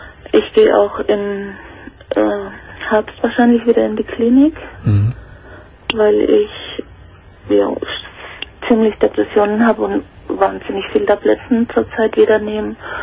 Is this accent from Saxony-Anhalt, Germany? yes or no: no; Bavaria, Germany; now in Cologne, Germany